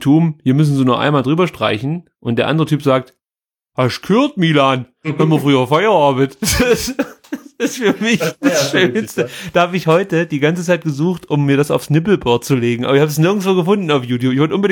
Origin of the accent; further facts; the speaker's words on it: Stuttgart, Baden-Württemberg, Germany; Das gab es bei uns in Stuttgart definitiv nicht.